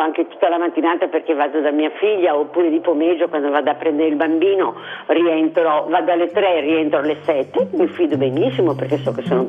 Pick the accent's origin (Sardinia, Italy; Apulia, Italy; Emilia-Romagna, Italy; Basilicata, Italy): Sardinia, Italy; io ho fatto la quinta elementare, sono un po' ignorantina, poi vengo dalla Sardegna di 55 anni fa, quindi non è che sono molto istruita.